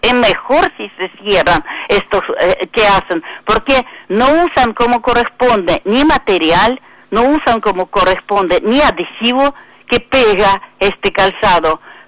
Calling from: Tablada, Buenos Aires Province, Argentina; de Tablada.

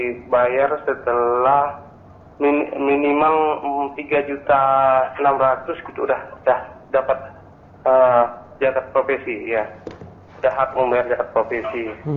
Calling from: West Kalimantan, Indonesia; Ustaz, saya dari Kalimantan Barat, Sparta, iya.

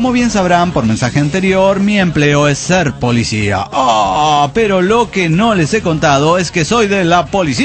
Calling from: Chetumal, Quintana Roo, Mexico; Soy la arqueóloga de Chetumal, Quintana Roo.

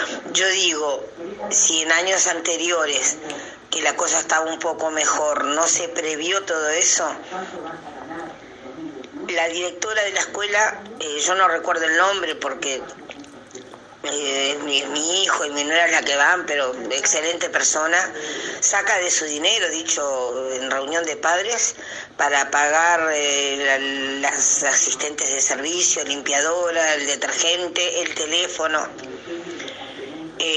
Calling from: Las Piedras, Canelones, Uruguay; acá en Las Piedras.

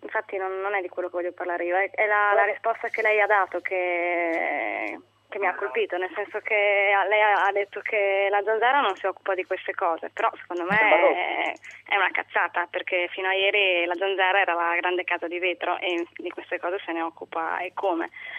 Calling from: Milan, Lombardy, Italy; Buonasera, siamo da Milano.

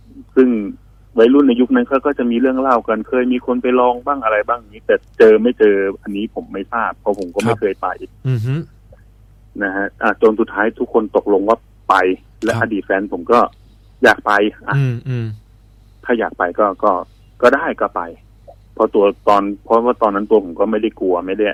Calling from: Uttaradit, Thailand; ผมโทรมาจากอุตรดิตถ์ครับผม

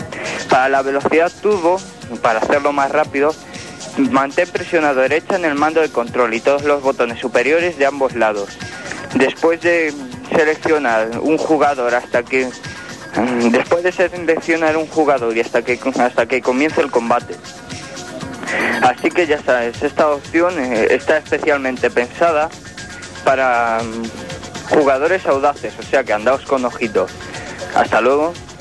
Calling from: Madrid, Community of Madrid, Spain; de Madrid, tengo una super, y os voy a dejar los Ultra Combos del Killer Instinct

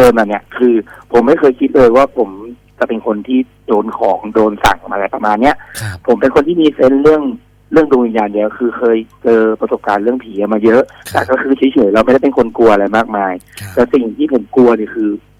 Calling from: Phra Nakhon Si Ayutthaya, Thailand; ตอนนี้ผมอยู่อยุธยาครับ

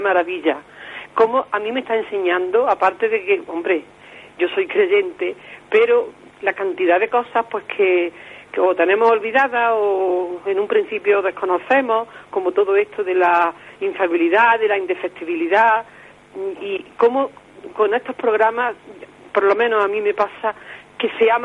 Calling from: Córdoba, Andalusia, Spain; de Córdoba.

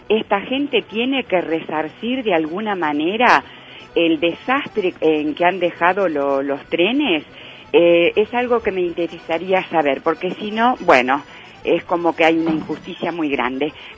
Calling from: San Isidro, Buenos Aires Province, Argentina; de San Isidro.

